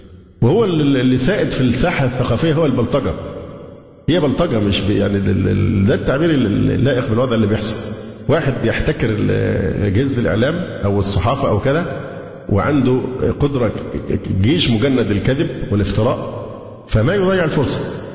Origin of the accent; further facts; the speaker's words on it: Alexandria, Alexandria Governorate, Egypt; لأن أنا فعلا سكندري